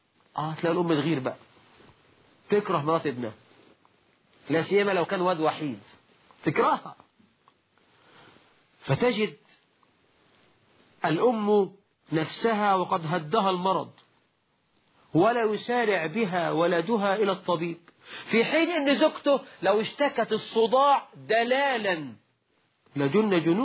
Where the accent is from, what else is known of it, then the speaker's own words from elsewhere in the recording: Egypt; ده مثل عندنا في مصر. يقولك ربي خيبة للغيبة، ده مثل برضو مصري.